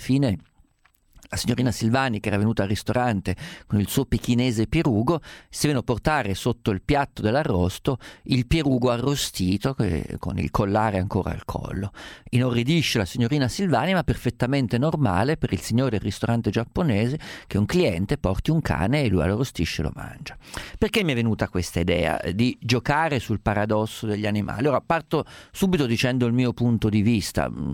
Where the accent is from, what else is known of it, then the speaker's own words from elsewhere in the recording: Umbria, Italy; mi piace il maiale perché sono umbro